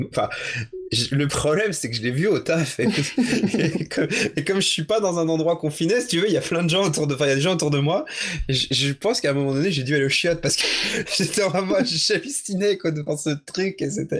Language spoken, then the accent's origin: French; Pontmain, Pays de la Loire, France; c'était sur mon village natal qui s'appelle Pontmain.